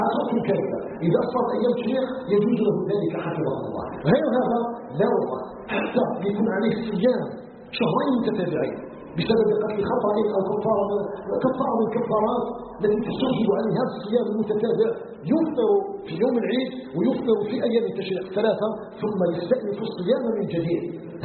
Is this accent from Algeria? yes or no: yes; Algeria; أن يجعل بلادنا الجزائر آمنا مطمئنا